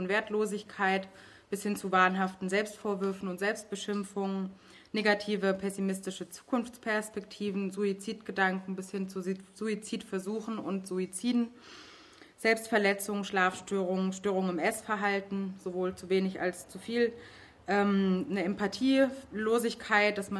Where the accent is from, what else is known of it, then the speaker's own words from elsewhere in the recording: Leipzig, Saxony, Germany; Ich komme aus Leipzig, wie du schon gesagt hast.